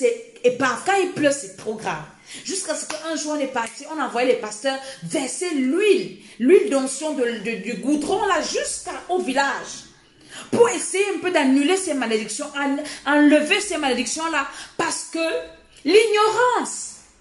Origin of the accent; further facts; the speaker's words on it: Cameroon; avant que le réveil n'arrive, chez nous en Afrique, au Cameroun, peut-être c'est 1960.